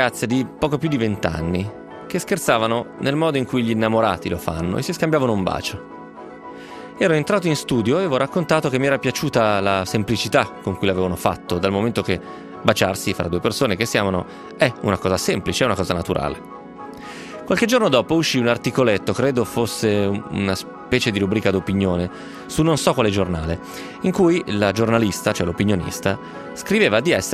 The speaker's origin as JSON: {"language": "Italian", "town": "Novara", "region": "Piedmont", "country": "Italy", "said": "io che sono di Novara uso un termine che non conosco"}